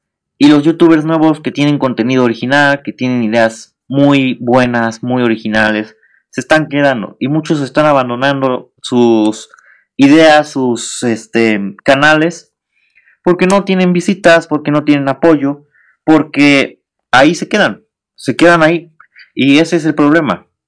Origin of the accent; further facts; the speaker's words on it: Mexico; Soy mexicano. Todos los mexicanos somos morbosos, somos chismosos.